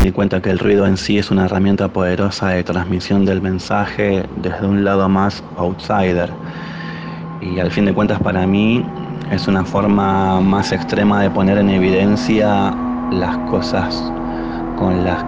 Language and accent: Spanish; Mar del Plata, Buenos Aires Province, Argentina; now in Córdoba, Argentina; Vengo de Mar del Rata.